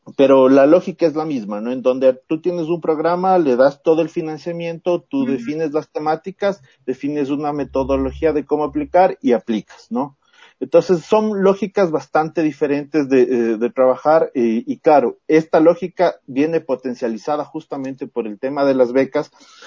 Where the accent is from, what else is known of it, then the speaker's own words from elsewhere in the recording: Ecuador; el siguiente reto de todos nosotros como ecuatorianos es justamente el fortalecer las estructuras de investigación